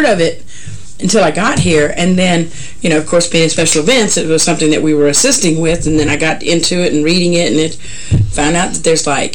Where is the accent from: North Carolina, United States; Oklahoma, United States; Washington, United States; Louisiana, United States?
Louisiana, United States; And see, I'm from Louisiana, so remember, I love the snow.